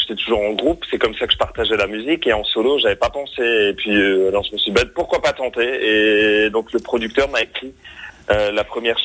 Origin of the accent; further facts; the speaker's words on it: Nevillers, Grand Est, France; je suis originaire, si vous voulez, de Nevillers, près d'Auterbourg. C'est à 2-3 kilomètres de Mauternes.